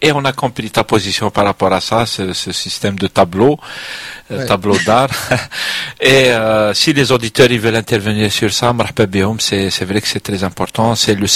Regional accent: Algeria; Nous on est loin, on est des Algériens, et on a aussi nos problèmes.

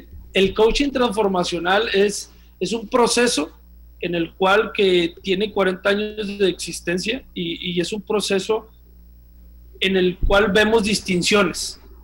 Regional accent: Mexico; Como todo mexicano

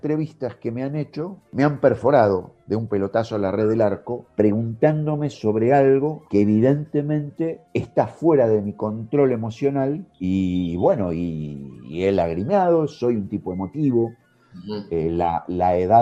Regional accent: La Plata, Buenos Aires Province, Argentina; esto ocurrió en La Plata, en mi ciudad natal

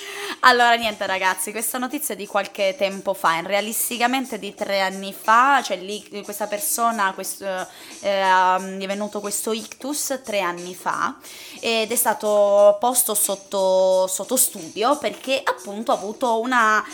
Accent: Trieste, Friuli-Venezia Giulia, Italy; io in quanto triestina sono cresciuta assolutamente al confine con la Slovenia e quindi, per carità, io sono cresciuta con persone slovene che parlano italiano

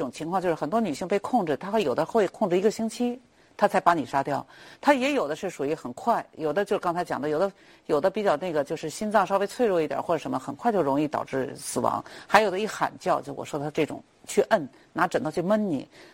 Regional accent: China; 因为我们中国人我们的观念这个东西是很重要的

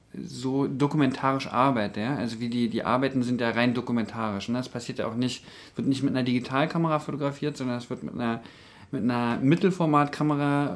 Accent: Berlin, Germany; weil ich komme ja ursprünglich aus Berlin

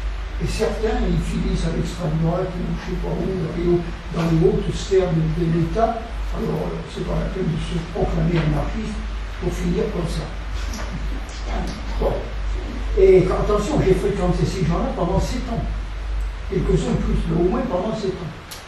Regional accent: Nouvelle-Aquitaine, France; born there; j'ai 93 ans, je suis né. Alors, je suis né dans le Haut-Limousin, un petit village qui s'appelle Saint-Léonard-de-Lauda. C'est ce qu'on appelle la région du plateau de Villevache, vous en avez peut-être entendu parler. C'est au centre de la France.

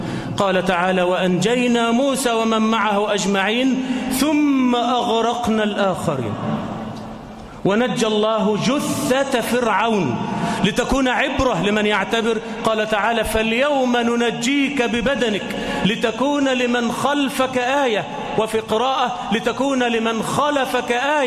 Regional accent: Egypt; اللهم احفظ بلدنا مصر آمنة مطمئنة

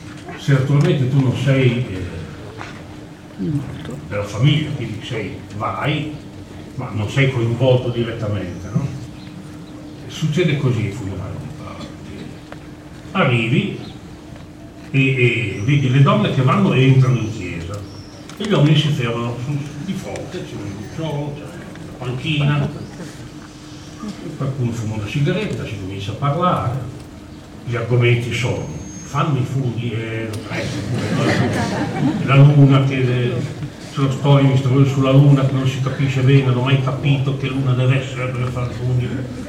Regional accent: Modena, Emilia-Romagna, Italy; Io stesso sono modenese.

